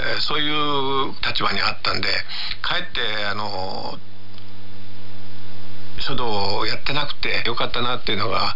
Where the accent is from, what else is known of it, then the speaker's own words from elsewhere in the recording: Okayama, Japan; お前は どこの出身だって言うから岡山ですって言ったら、岡山には … 多いのかって言われて